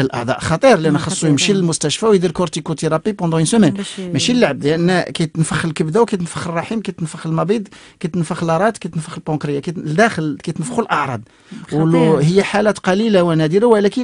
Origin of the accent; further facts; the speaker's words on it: Morocco; هذه عندنا في المغرب بكثره